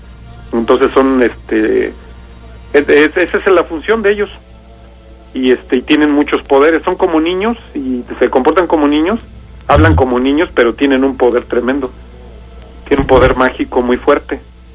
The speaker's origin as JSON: {"language": "Spanish", "region": "Bajío", "country": "Mexico", "said": "Se supone que allá en las cuevas de la región de donde soy yo y de todo el Bajío, se supone que de las cuevas salen los famosos cheneques."}